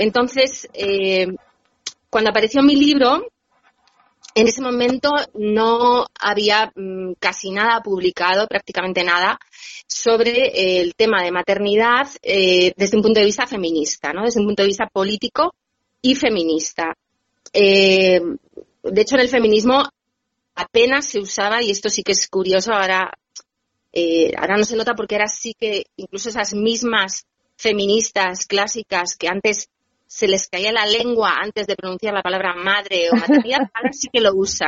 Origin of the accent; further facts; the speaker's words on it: Bilbao, Basque Country, Spain; moved away; quería empezar diciendo que soy bilbaína, porque me hace ilusión, o sea, una emisora de mi ciudad, aunque yo, bueno, hace muchísimos años que me exilié de mi ciudad natal, pero bueno, soy de allá.